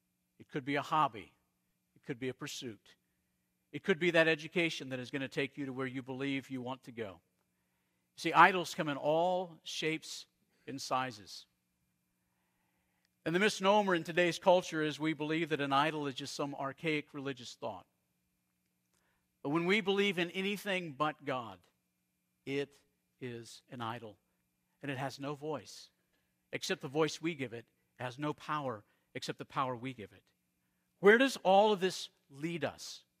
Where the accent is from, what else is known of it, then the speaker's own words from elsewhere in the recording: Arizona, United States; I grew up in Arizona. In Arizona, you would look out over the desert